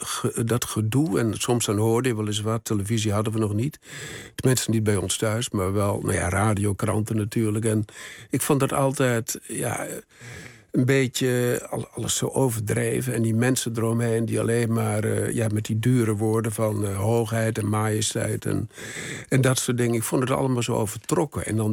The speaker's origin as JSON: {"language": "Dutch", "town": "Hellendoorn", "region": "Overijssel", "country": "Netherlands", "said": "Mijn vader was de kleermaker van het dorp. Ik kom uit Hellendoorn in Overijssel. Eigenlijk de grens Salland-Twente."}